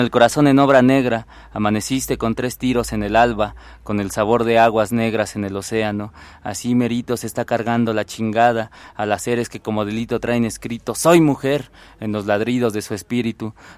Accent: Nezahualcóyotl, State of Mexico, Mexico; yo vengo de Nesa y allá la cuestión de los feminicidios, no solo en Nesa, en todo el Estado de México

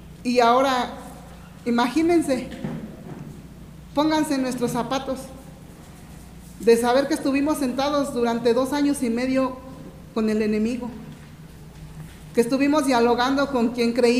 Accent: Ecatepec, State of Mexico, Mexico; Vengo del Estado de México, municipio de Ecatepec.

